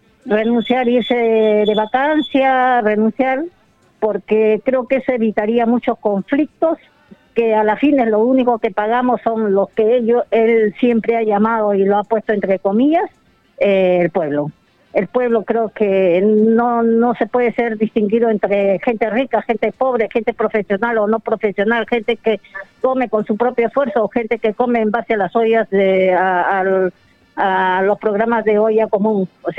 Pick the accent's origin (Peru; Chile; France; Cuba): Peru; las dificultades o las problemáticas que teníamos como peruanos en el extranjero